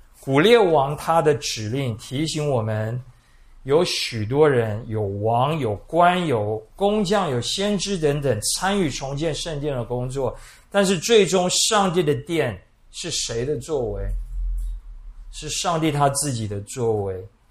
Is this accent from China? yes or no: no; Taiwan; 很类似我们台湾人的民间信仰